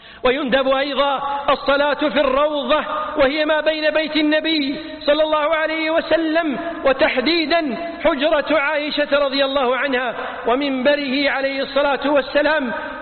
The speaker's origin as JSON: {"language": "Arabic", "country": "Kuwait", "said": "وأتمم لبلدتنا الكويت الأمن والأمان، واحفظها من كل شر وخذلان"}